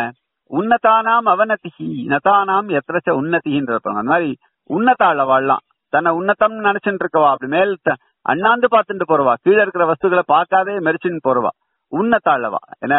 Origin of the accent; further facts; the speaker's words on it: Tamil Nadu, India; சொந்த ஊர் கிடையாது ஆனா கீழ்நிற்குணம்னு போட்டுக்கிறதுக்கு காரணம் அந்த ஊர்லயே வளர்ந்தேன், அந்த ஊர்ல தான் படிச்சேன், அந்த ஊர்ல தான் இருந்தேன்.